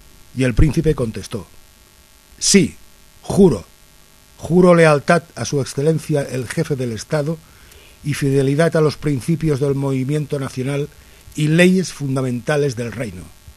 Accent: Spain; es mi deber como persona y como español

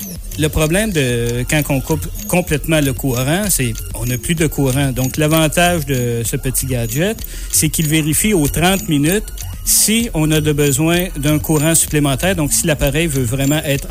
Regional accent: Quebec, Canada; donc c'est pas écrit sur mon visage que je suis Québécois, que je suis Canadien.

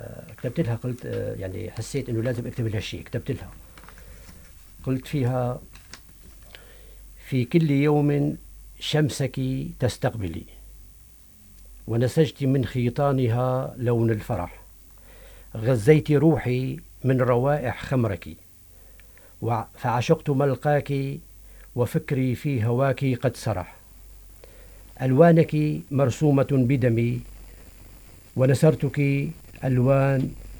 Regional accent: Qadmus, Tartus Governorate, Syria; رسمت أنا من فترة لوحة لمدينتي القدموس، القلعة ومن حولها البيوت الريفية

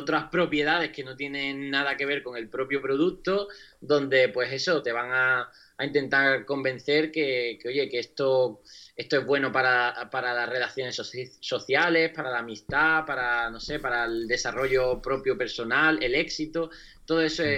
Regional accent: Huelva, Andalusia, Spain; Ya he hecho aquí uno este fin de semana en mi tierra, en Huelva

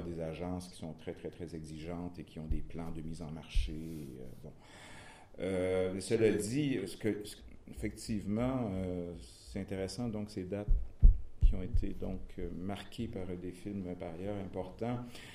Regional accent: Quebec, Canada; je peux dire au moins que chez nous, au Québec, on constate un intérêt

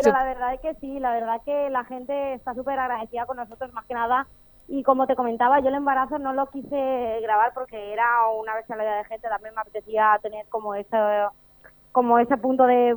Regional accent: Albacete, Castilla-La Mancha, Spain; now in Valencia, Spain; me cambié de ciudad, yo soy de Albacete, ahora estoy viviendo en Valencia.

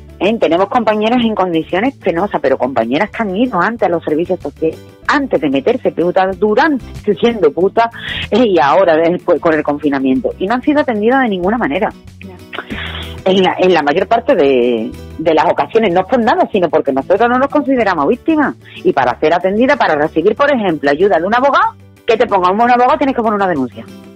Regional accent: Spain; yo como soy española, a mí no me pueden estar obligando a ejercer la prostitución.

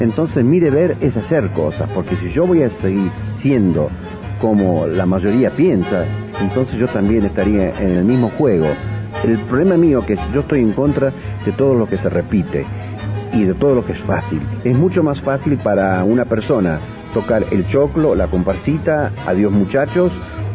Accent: Argentina; Yo soy argentino, por eso lo digo.

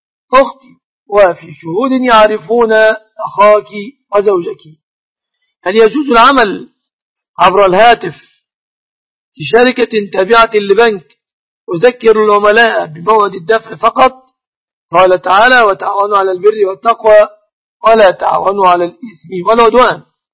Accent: Egypt; الشبكة في بلادنا مصر تعتبر من الصداق لكونهم يتفقون عليها

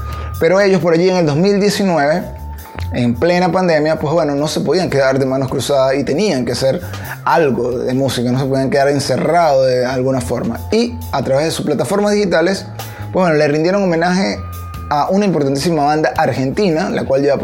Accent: Venezuela; me voy a mi país de origen, el cual Venezuela

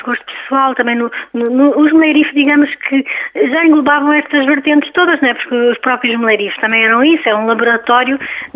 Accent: Portugal; Enquanto músicos portugueses, não é? E enquanto portugueses até.

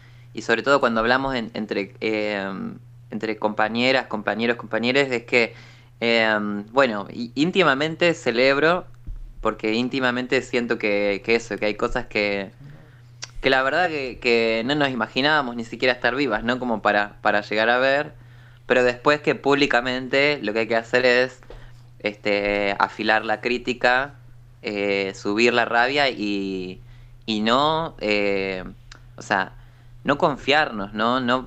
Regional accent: La Plata, Buenos Aires Province, Argentina; now in Buenos Aires, Argentina; Y bueno, ahora vivo en Capital Federal, pero soy de La Plata.

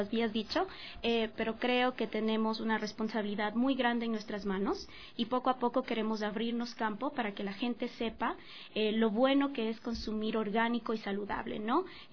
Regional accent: Ambato, Tungurahua, Ecuador; nosotros somos de Ambato, de la ciudad de Ambato

